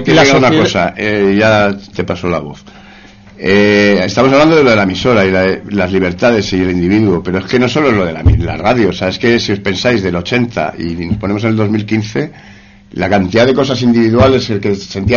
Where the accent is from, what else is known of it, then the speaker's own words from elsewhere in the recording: Madrid, Community of Madrid, Spain; porque yo soy de Cuatro Caminos.